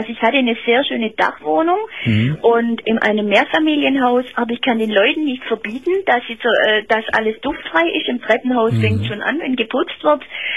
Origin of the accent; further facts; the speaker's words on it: Heidenheim, Baden-Württemberg, Germany; Also ich komme ehrlich gesagt eigentlich aus Heidenheim.